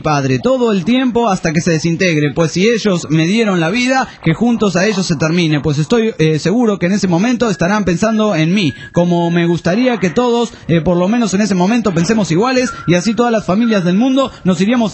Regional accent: San Juan, Argentina; Soy de San Juan y espero, estoy más al pedo que ustedes.

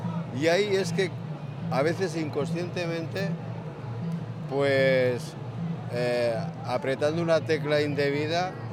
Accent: Torre de las Arcas, Aragon, Spain; Pues está entre las puertas del Maestrazgo, la Cuenca Minera y el Parque del Río Martín.

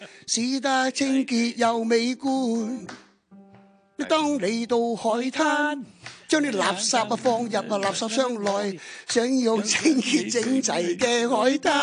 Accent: Chaozhou, Guangdong, China; 你想唔想听下潮州？因为我潮州人啊。

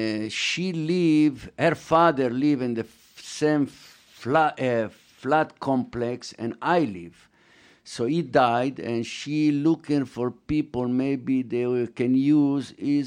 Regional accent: Jerusalem, Jerusalem District, Israel; English is a second language; That we are from Jerusalem, my brother do tefillin.

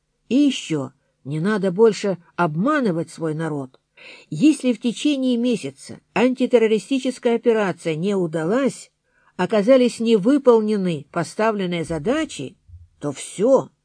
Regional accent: Grozny, Chechnya, Russia; староста группы, сам из Грозного.

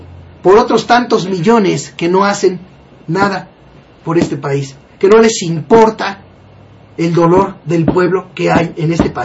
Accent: Mexico; que somos los mexicanos, que como sociedad tenemos que iniciar ese cambio

